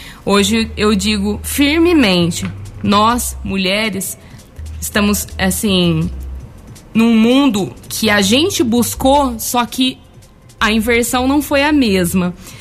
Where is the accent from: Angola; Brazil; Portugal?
Brazil; Guaxupé, Minas Gerais; Eu sou nascida, criada em Guaxupé, tenho a minha filha na cidade e eu almejo um futuro para minha filha, eu almejo um futuro para minha cidade.